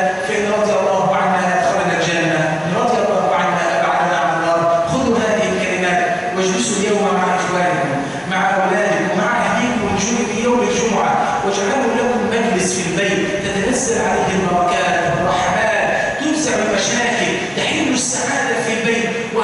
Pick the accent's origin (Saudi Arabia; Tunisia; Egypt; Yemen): Egypt; اللهم اجعل بلادنا مصر أمنا أمانا، سخاء رخاء